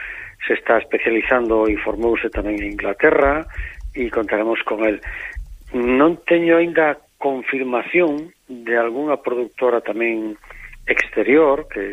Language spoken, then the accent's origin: Galician; Galicia, Spain; Galicia é grande desconocida para nós mesmos como galegos, por desgracia, e para o resto do mundo